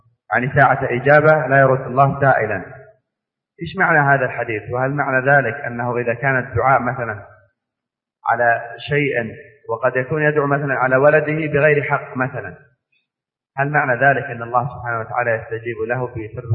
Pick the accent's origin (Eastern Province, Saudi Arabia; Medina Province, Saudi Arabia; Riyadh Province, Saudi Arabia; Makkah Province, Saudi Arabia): Eastern Province, Saudi Arabia; نحن أيضا من أهل الشرقية